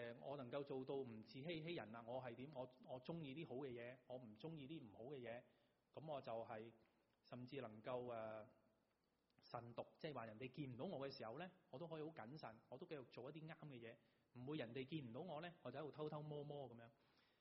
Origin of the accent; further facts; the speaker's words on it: China; 当然这个喜乐不是我们中国人讲的笑傲江湖